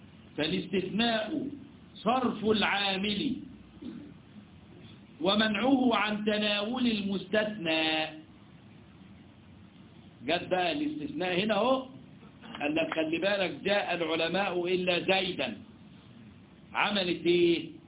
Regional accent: Egypt; احنا عندنا في مصر يقول لك في ادويه بديله

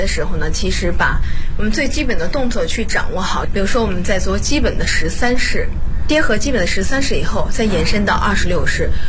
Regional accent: Bozhou, Anhui, China; 我是画图五禽系第59代传承人，我来自安徽亳州。

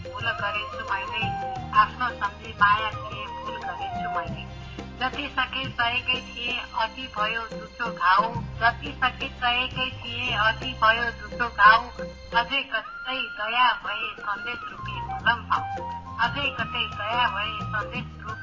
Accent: Nuwakot, Bagmati, Nepal; born there; अब जिल्ला त मेरो जन्मस्थान नुवाकोट हो

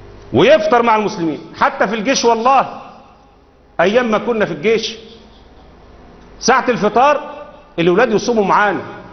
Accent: Egypt; كلمه العامه البسطاء اللي عندنا في مصر

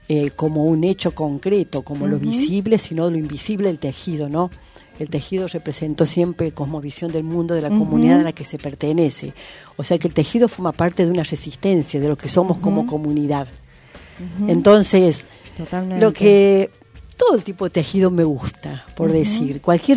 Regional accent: Unquillo, Córdoba, Argentina; Yo me crié en Unquillo. En Unquillo, ahí un pueblito de la Sierra de Córdoba, mucho monte, ahí.

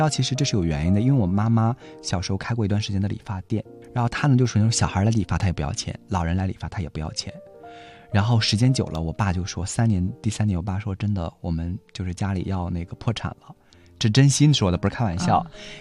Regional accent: Shandong, China; 就是我们山东人都特别喜欢吃馒头嘛

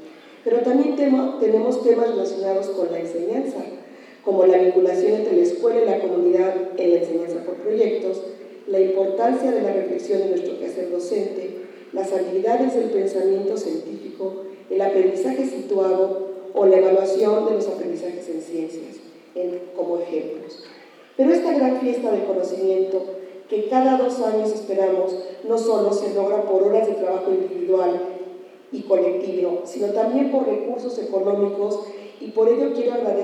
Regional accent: Mexico; como seres humanos, como mexicanos y como educadores

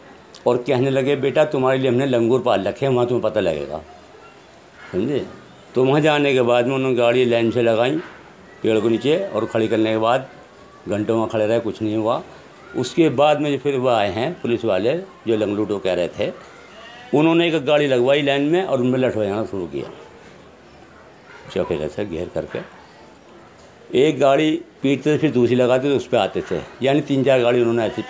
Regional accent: Hashimpura, Uttar Pradesh, India; میں ہاشم پورہ کے رہنے والا ہوں، میرا بچپن ابھی یہیں کا ہے

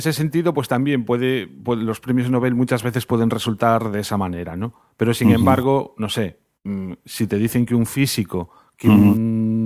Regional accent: Spain; como nosotros somos españoles, pues lo que controlamos es de España

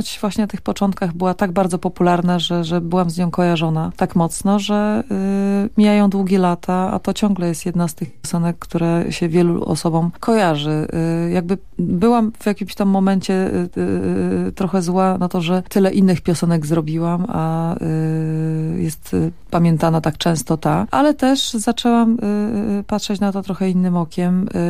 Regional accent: Bielsko-Biała, Silesian Voivodeship, Poland; ostatnio w rodzinnym Bielsku było dwoje z dużą winylową Jachozną i z kasetami przychodzą

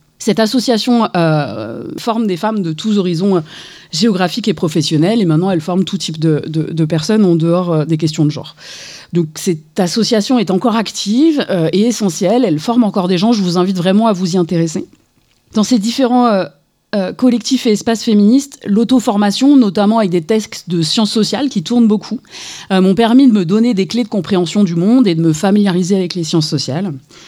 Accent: Saint-Étienne, Auvergne-Rhône-Alpes, France; je suis une femme cisgenre, blanche, de plus de 40 ans. J'ai grandi ici à Saint-Étienne. Comme vous le savez, Saint-Étienne est une ancienne ville minière frappée par la désindustrialisation.

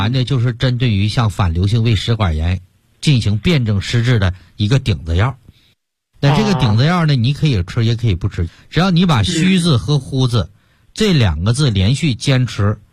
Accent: Jilin, China; 像我们延边人比较爱吃牛肉了

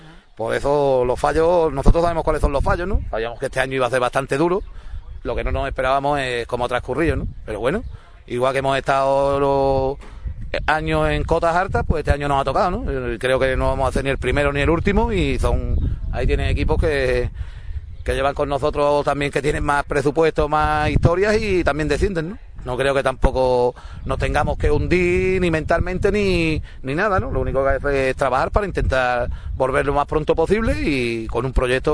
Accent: Ubrique, Andalusia, Spain; todos los que jugamos somos 16 jugadores de Ubrique

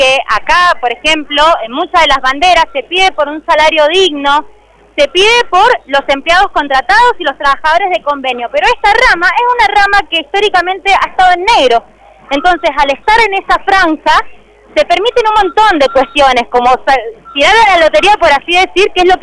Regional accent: Ugarteche, Mendoza, Argentina; nosotros somos de Ugarteche

